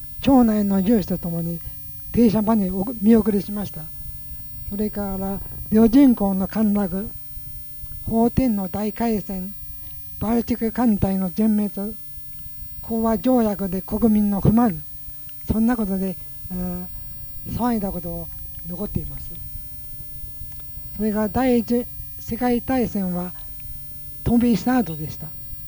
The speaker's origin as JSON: {"language": "Japanese", "town": "Morioka", "region": "Iwate", "country": "Japan", "moved": "yes", "said": "岩手県の盛岡市です。"}